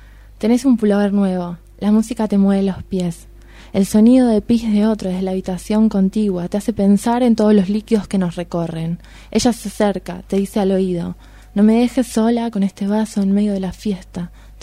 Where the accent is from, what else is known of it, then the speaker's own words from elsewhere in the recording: Punta Alta, Buenos Aires Province, Argentina; Y justo hoy fui a mi casa, yo soy de Punta Alta, y fui a la pieza que era mía